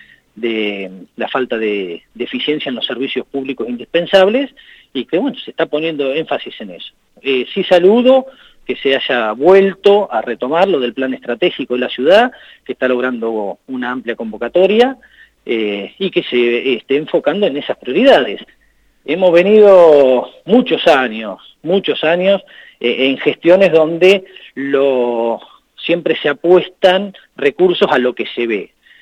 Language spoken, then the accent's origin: Spanish; Argentina; Pensemos como argentinos